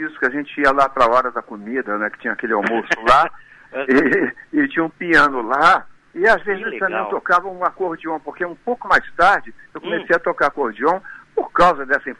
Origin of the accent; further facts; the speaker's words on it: Rio de Janeiro, Brazil; Mas a minha família toda é do Pará. Eu já sou carioca, mas meus pais são paraenses, tios e tudo